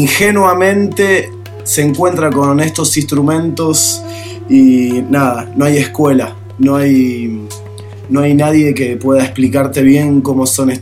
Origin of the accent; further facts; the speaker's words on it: Buenos Aires, Argentina; now in San Antonio de Padua, Argentina; Soy porteño, pero vivo en zona oeste. Particularmente San Antonio de Padua.